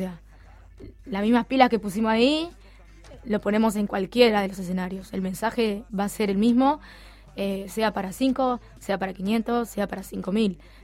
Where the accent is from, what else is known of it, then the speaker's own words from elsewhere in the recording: Toledo, Canelones, Uruguay; Yo soy de Toledo, soy del interior.